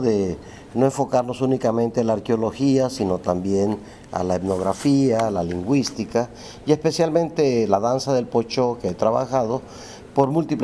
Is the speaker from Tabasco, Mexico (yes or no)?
yes; Tenosique, Tabasco, Mexico; yo soy de ese lugar. Yo soy de Tenosique.